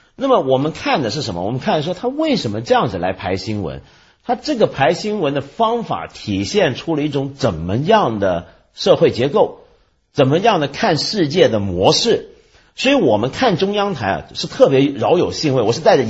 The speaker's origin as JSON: {"language": "Chinese", "country": "Taiwan", "tie": "born or raised there", "said": "连我这个在台湾长大的人都看不惯了。我好像有跟你说过嘛，有一回我回台湾"}